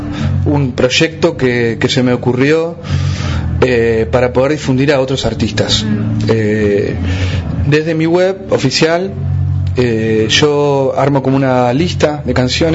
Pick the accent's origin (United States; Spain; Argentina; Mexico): Argentina; Patagonia; Llegar desde este lugar, aparte desde la independencia, la autogestión, siendo patagónico, fue todo como un suceso muy especial.